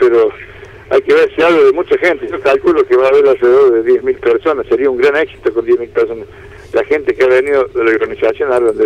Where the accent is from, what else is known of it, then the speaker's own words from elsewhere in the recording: La Rioja, Argentina; con modestia aparte, como riojano, porque es un circuito que es natural